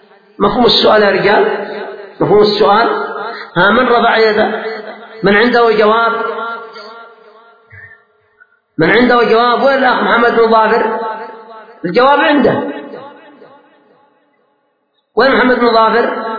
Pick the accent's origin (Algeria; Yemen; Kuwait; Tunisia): Yemen; صلاة العصر كانت عندنا في اليمن قد تركت في وقتها